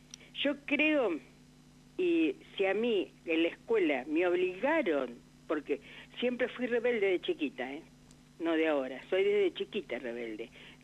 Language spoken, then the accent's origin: Spanish; General Pico, La Pampa, Argentina; que en La Pampa hasta hace unos años atrás, cuando yo soy de Pico, había terrenos